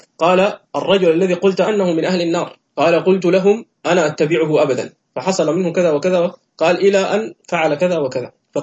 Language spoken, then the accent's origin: Arabic; Sudan; عندنا في السودان وفي مصر